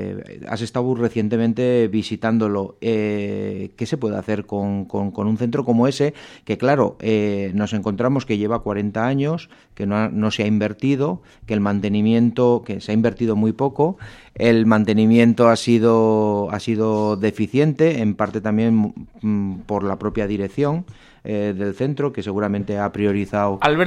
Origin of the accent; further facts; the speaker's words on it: Marcilla, Navarre, Spain; es el instituto de mi pueblo, de Marcilla, que también es Ribera Alta.